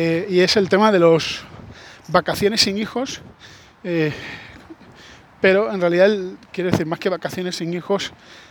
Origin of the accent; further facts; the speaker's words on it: Spain; yo soy español